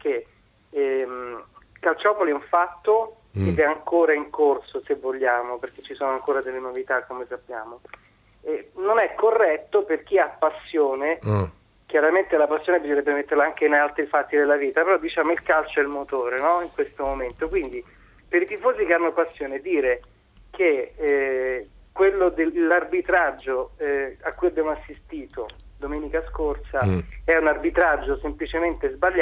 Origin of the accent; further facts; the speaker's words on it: Rome, Lazio, Italy; sono in provincia di Milano, ma sono romano trapiantato e quindi sì, di conseguenza romanista come il 90% dei romani.